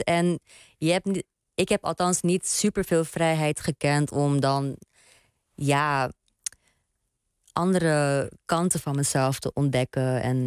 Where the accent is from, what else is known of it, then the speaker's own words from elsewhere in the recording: Netherlands; ik denk ook opgroeiende als Hindoestaanse en queer persoon in een land als Nederland, een westers land.